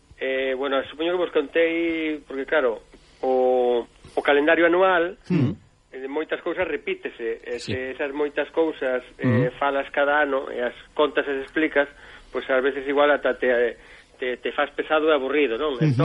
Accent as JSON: {"language": "Galician", "region": "Galicia", "country": "Spain", "said": "Sabes como somos galegos"}